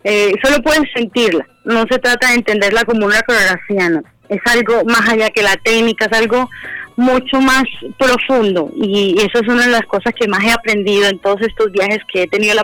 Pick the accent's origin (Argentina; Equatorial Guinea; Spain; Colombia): Colombia; Barranquilla, Atlántico; porque me encuentro en mi Barranquilla hermosa. Llegué el domingo y estoy, mejor dicho, feliz de volver a mi tierra barranquillera.